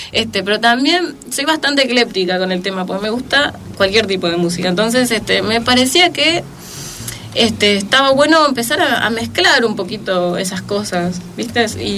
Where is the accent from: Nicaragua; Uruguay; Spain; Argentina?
Argentina; Buenos Aires Province; Yo soy de Zona Norte, chicos, les aviso.